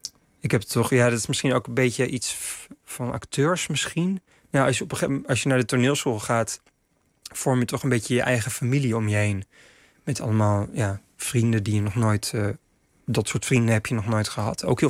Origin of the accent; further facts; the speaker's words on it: The Hague, South Holland, Netherlands; Ja, ik kwam wel uit Den Haag, dus ik dacht al wel te weten wat het is om in een stad te wonen.